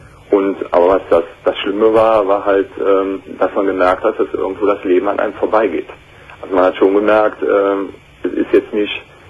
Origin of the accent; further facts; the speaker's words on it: Aachen, North Rhine-Westphalia, Germany; also ich komme aus der Region von Aachen, ich